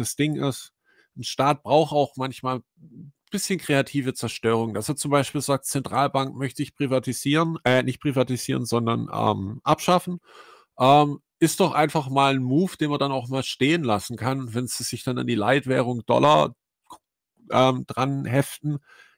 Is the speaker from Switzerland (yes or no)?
no; Argentina; Aber tatsächlich sind wir aus Argentinien.